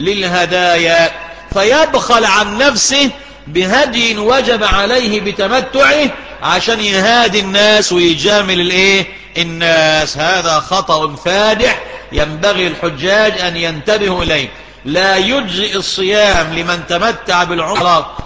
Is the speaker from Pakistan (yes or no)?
no; Egypt; يعني مثلا عندنا في مصر ميقات أهل مصر إيه؟ رابغ.